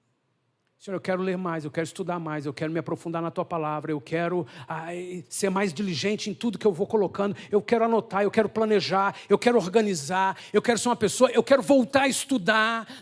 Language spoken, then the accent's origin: Portuguese; Brazil; Nós, como brasileiros, faz força, se vira